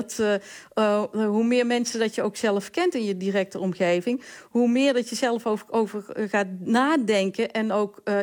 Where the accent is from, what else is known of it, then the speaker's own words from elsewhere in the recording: Valkenswaard, North Brabant, Netherlands; Ik kom zelf uit Valkenswaard.